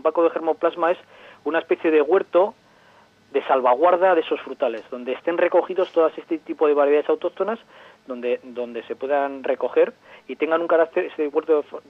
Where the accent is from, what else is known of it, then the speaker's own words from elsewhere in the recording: Llodio, Basque Country, Spain; conozco porque yo soy de Llodio, entonces especialmente la zona de Cantábrica Alavesa, la zona de Llodio, bueno, toda la zona del Valle de Ayala